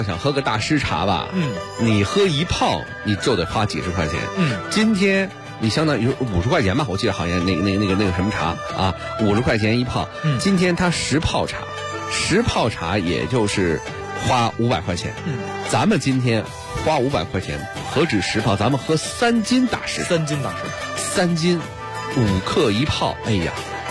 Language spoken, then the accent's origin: Chinese; Beijing, China; 咱们北京人喝茉莉花，谁都喝过